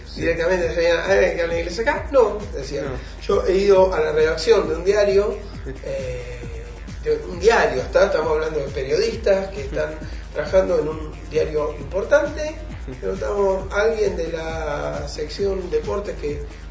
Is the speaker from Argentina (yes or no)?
yes; Buenos Aires, Argentina; accent: porteño; no el inglés como lo hablo yo, que se nota que soy porteño